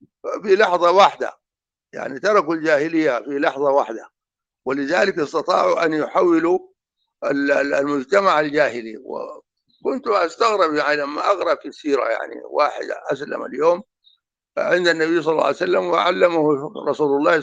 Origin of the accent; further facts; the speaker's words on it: Darfur, Sudan; يعني كالمثل اللي عندنا في دارفور